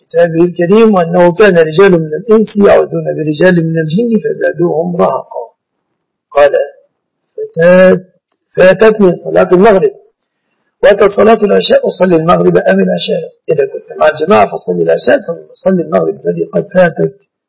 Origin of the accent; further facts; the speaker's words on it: Egypt; علمي أن البنوك التي اطلعت على أعمالها في بلادنا مصر وفي عدد من بلاد المسلمين